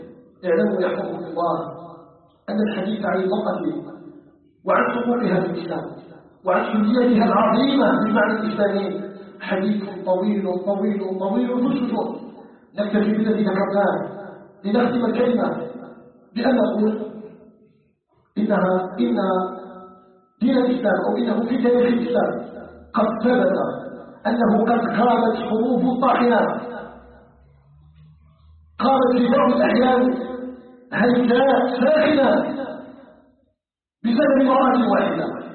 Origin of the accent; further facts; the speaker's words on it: Algeria; بلدنا الجزائر